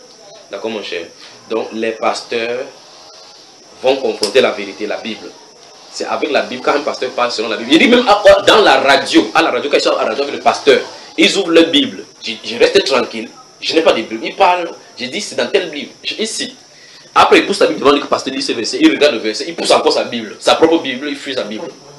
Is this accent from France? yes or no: no; Cameroon; chez nous au Cameroun, on roule à droite.